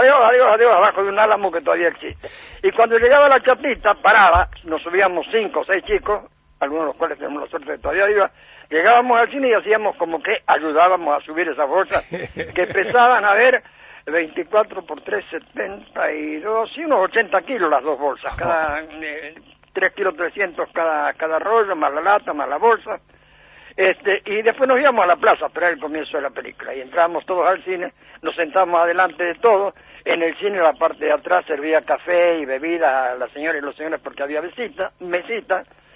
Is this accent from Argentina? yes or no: yes; Villa Cañas, Santa Fe, Argentina; Yo nací, paré por medio con el cine de mi pueblo.